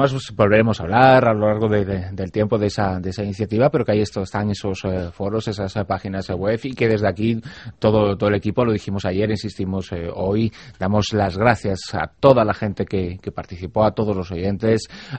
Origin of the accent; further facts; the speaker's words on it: Galicia, Spain; born there; Como gallego de nacimiento, soy un baño de adopción, pero como gallego de nacimiento digo, depende.